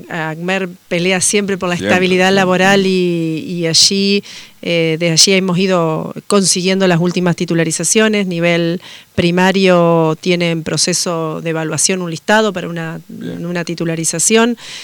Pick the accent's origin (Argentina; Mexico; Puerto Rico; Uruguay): Uruguay; Yo vengo de Uruguay, donde el nivel superior en Uruguay lo absorbió casi toda la universidad